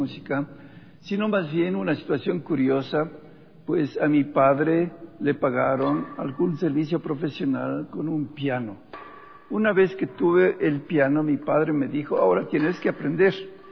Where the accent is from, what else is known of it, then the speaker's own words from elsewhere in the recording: Quito, Pichincha, Ecuador; born there; nací en el Ecuador, en Quito precisamente en 1938